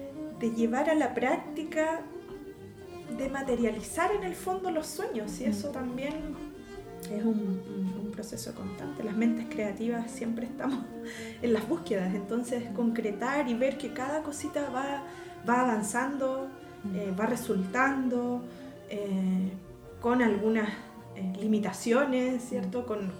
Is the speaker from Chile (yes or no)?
yes; Chile; Nosotros somos una cultura, soy chilena, ¿sí? Soy chilena y nuestra mixtura esencial, más allá de ser mestizo.